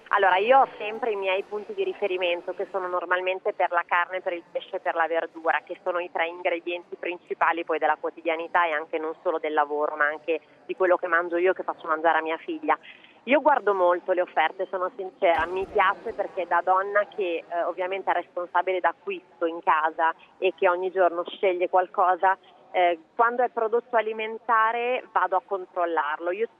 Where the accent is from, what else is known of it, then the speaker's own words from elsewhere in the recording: Campania, Italy; born there; sono nata in Campania con un padre pugliese e una mamma bolognese. Quindi ho avuto questo mix di regioni